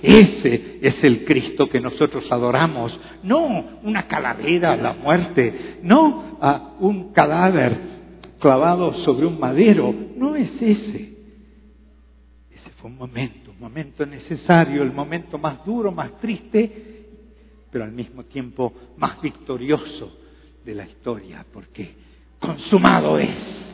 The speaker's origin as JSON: {"language": "Spanish", "country": "Uruguay", "said": "Yo soy un uruguayo, como bien lo dijo el pastor Gustavo. Tengo 69 años, soy un poquito menor que Samuel"}